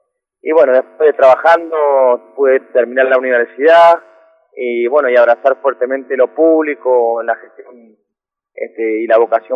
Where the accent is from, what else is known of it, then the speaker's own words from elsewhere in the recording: Guaymallén, Mendoza, Argentina; yo nací, crecí en Guaymallén, más precisamente en el barrio Nimeb, y a partir de ahí me formé